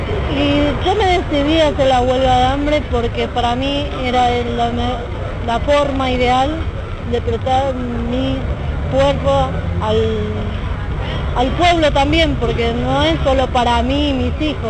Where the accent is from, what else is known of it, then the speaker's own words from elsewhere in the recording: Buenos Aires, Argentina; soy de la Villa 31 Bis.